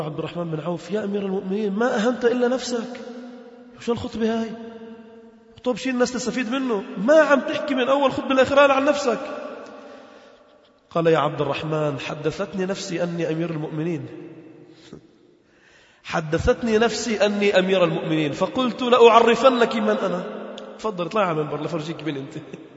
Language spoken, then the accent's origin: Arabic; Lebanon; فكنا مجموعة من الشباب نحن من لبنان